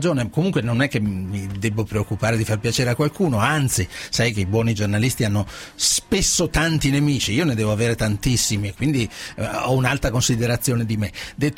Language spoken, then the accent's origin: Italian; Veneto, Italy; Io sono veneto.